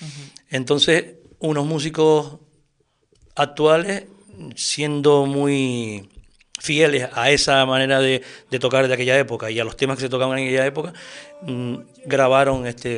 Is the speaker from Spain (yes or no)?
yes; Canary Islands, Spain; Un libro, pero que reflejara algo de la música en mi tierra, ¿no? Uh-huh. Entonces, bueno, se me ocurrió eso de hacer la historia del pop rock tinerfeño